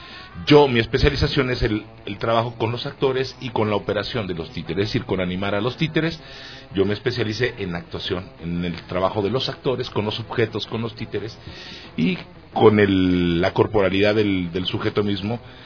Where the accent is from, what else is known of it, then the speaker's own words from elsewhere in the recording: Mexico; soy de origen mexicano, soy un actor y director mexicano. Esencialmente me formé en Guadalajara, México.